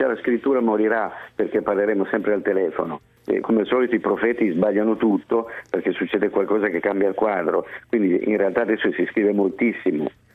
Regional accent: Florence, Tuscany, Italy; Sono di Firenze, tra l'altro.

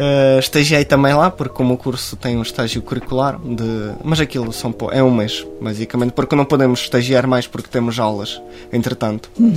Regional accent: Ukraine; born there; Portuguese is a second language; o território onde eu nasci já está ocupado pela Rússia.

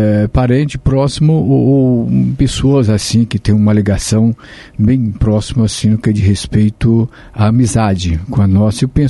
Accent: Maranhão, Brazil; moved away as an adult; now in Apucarana, Brazil; lá eu nasci lá no Maranhão, mas eu vim muito... Eu vim novo, né, em torno de 18 anos, 19 anos, aqui diretamente para o estado do Paraná, me fixei ali na cidade de Apucarana, ali no norte do Paraná.

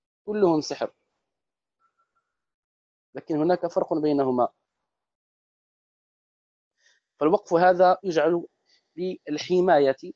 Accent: Morocco; وهو يسمى بالدارجة عندنا في المغرب بالتقاف

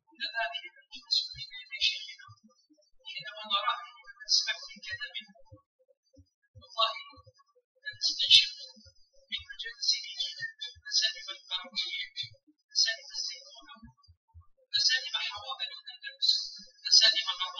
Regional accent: Algeria; فإن بلدنا الجزائر كان منزلا مرة وضيق في وجه الزمان

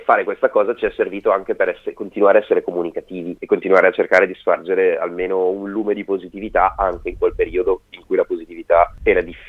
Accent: Bergamo, Lombardy, Italy; noi siamo pure di Bergamo.

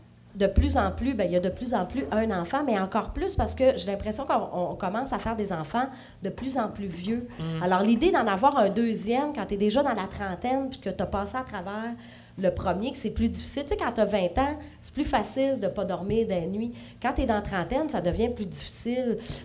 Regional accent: China; c'est pas le fait que je suis une Chinoise

